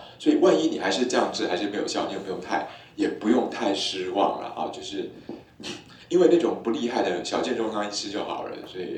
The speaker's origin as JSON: {"language": "Chinese", "country": "Taiwan", "said": "不过我们台湾人哈，很多寺庙的那个庙祝都有神通力"}